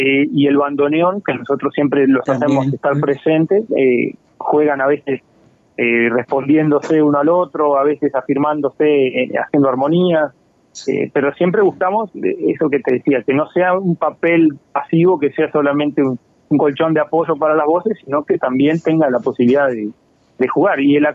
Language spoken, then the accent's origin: Spanish; San Gregorio de Polanco, Tacuarembó, Uruguay; Y yo soy de San Gregorio de Polanco, así que no, ninguno es de la capital